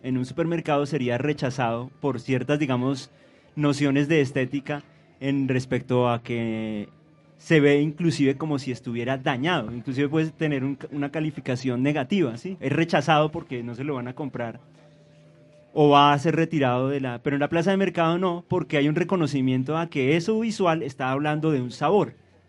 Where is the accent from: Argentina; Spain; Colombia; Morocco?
Colombia; O sea que como colombianos, por el hecho de vivir en el país